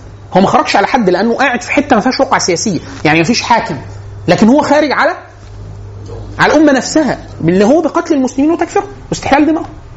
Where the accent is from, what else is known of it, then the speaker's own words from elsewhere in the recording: Egypt; born there; هو من ليبيا بس اتولد في ليبيا وانا اتولدت في مصر.